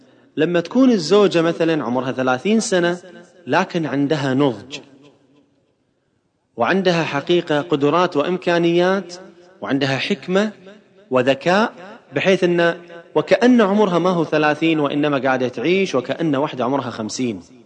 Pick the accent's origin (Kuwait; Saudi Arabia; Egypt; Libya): Kuwait; مرة عملت دراسة عندنا في الكويت عن أسباب الطلاق